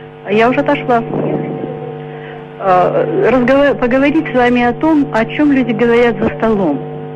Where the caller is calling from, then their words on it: Vologda, Vologda Oblast, Russia; Я звоню из Вологды.